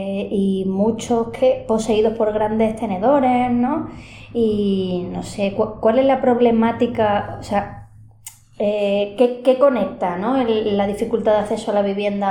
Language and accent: Spanish; Málaga, Andalusia, Spain; bueno, yo soy de Málaga, ¿no?